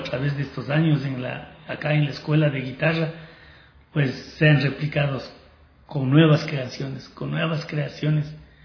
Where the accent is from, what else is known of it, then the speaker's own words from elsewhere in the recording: Cayambe, Pichincha, Ecuador; seguir acrecentando el erario de canciones para mi país, para mi tierra, para Cayambe